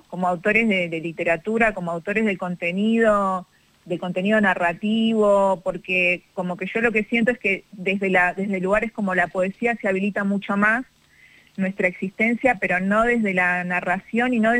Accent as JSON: {"language": "Spanish", "town": "Tigre", "region": "Buenos Aires Province", "country": "Argentina", "tie": "born or raised there", "said": "de niña vivía en Tigre, en el partido de Tigre, y ahí eran muy importantes los carnavales en todos los barrios"}